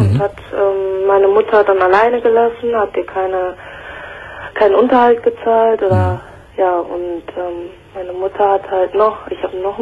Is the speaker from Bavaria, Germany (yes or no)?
no; Minden, North Rhine-Westphalia, Germany; born there; In Minden.